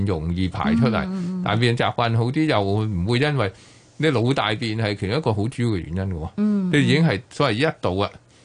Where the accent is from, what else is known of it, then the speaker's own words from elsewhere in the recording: China; 咁我哋中国人好兴踎噶啦